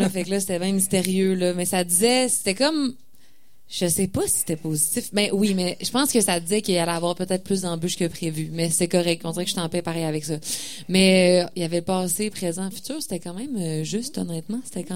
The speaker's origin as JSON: {"language": "French", "town": "Quebec City", "region": "Quebec", "country": "Canada", "said": "je viens de Québec, puis comme artiste, comme radio, je pense que ça amène des défis supplémentaires d'être hors métropole"}